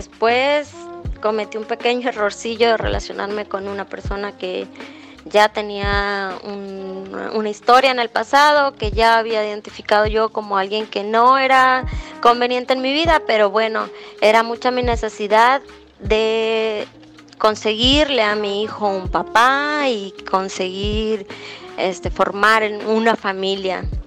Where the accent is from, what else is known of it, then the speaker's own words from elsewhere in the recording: Hermosillo, Sonora, Mexico; Soy de Hermosillo, Sonora.